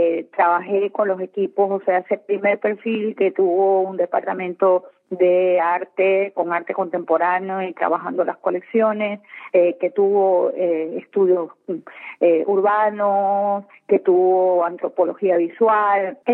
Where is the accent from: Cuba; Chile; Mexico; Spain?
Cuba; moved away as an adult; now in Ecuador; Bueno, mire, yo soy cubana de origen. Vine a este país hace 22 años